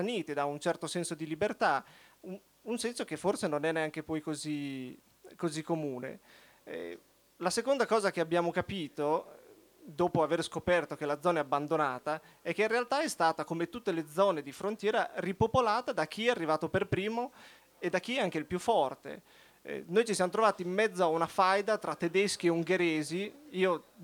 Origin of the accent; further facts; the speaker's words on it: Rimini, Emilia-Romagna, Italy; Noi veniamo da Rimini, quindi poteva essere quasi un moscone, esatto.